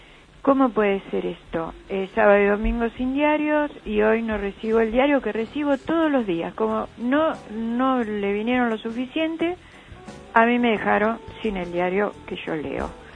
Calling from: Burzaco, Buenos Aires Province, Argentina; En la zona de Bursaco hoy no recibí tiempo de argentino.

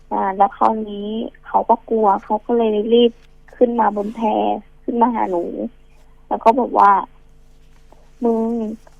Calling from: Bang Khae, Bangkok, Thailand

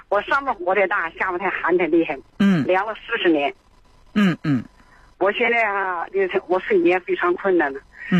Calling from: Dandong, Liaoning, China; 我是丹东的

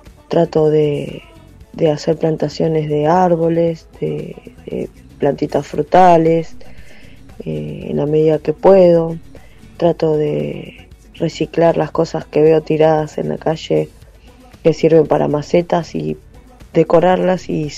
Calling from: Quilmes, Buenos Aires Province, Argentina; de Quilmes.

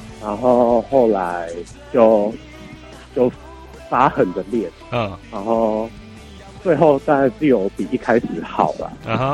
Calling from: Taipei, Taiwan; 哦，我是台北的

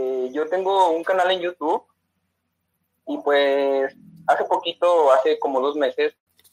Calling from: León, Guanajuato, Mexico; de México, de la ciudad de León, Guanajuato.

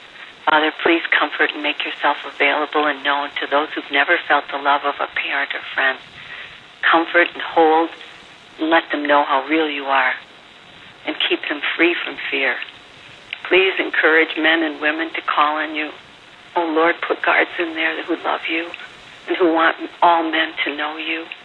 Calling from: Costa Rica; from Costa Rica

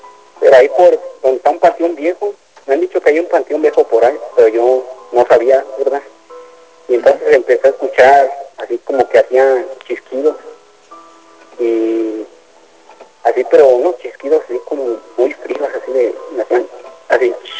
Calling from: Mexico; Soy de acá de Infonavila Luz.

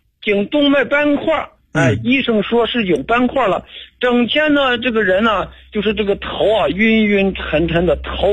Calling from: Xi'an, Shaanxi, China; 我是西安的一个老朋友了

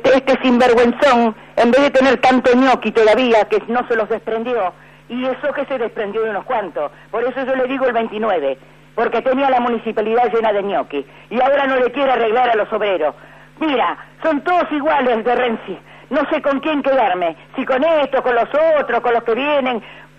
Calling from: Avellaneda, Buenos Aires Province, Argentina; Soy de Avellaneda

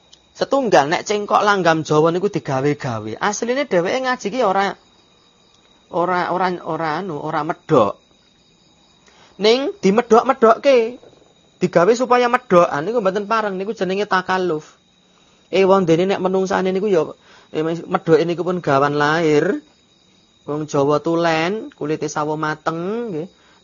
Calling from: Klaten, Central Java, Indonesia; Kula pamiyarsa saking Klaten badhe tanglet pripun hukumipun maem sedaya dedaharan

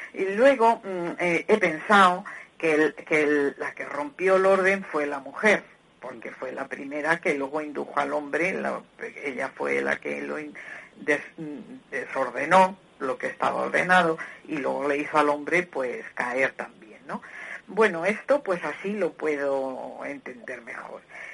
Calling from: Madrid, Community of Madrid, Spain; Buenos días … de Madrid.

